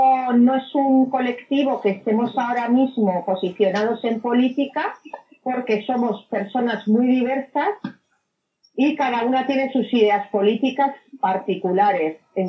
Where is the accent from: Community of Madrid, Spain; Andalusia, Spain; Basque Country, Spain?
Community of Madrid, Spain; yo soy del barrio de San Diego.